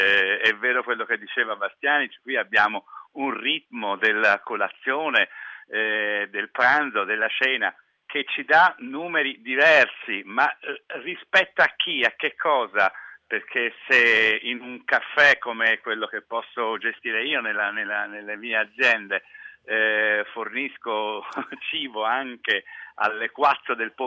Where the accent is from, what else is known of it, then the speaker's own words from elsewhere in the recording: Florence, Tuscany, Italy; io sono fiorentino